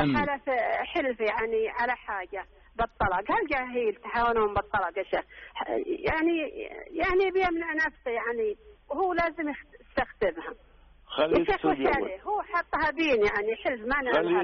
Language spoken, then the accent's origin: Arabic; Al-Qassim, Saudi Arabia; قلت أنا بروحي عاد ديرتي بروحي القصيم